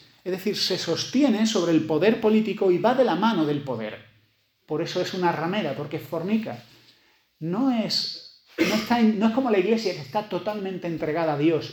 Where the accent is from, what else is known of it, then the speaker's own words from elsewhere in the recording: Spain; Además somos españoles, los españoles nos calentamos mucho.